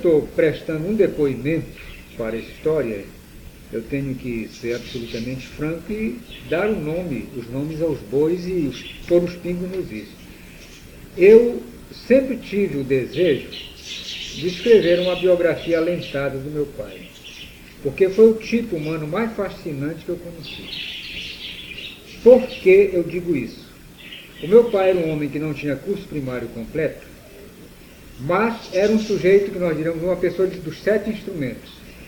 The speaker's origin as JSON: {"language": "Portuguese", "town": "Belterra", "region": "Pará", "country": "Brazil", "tie": "born or raised there", "also_born_or_lived": "Fordlândia", "said": "nasci em Forlândia, passamos uns 5 ou 6 anos lá, e meu pai foi transferido para Belterra."}